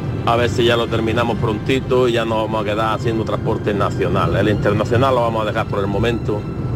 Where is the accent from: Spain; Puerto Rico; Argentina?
Spain; Chauchina, Andalusia; de Granada de Chauchina.